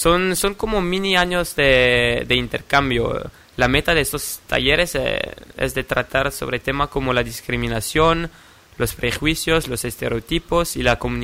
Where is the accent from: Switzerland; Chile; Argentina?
Switzerland; Soy de Suiza, sí.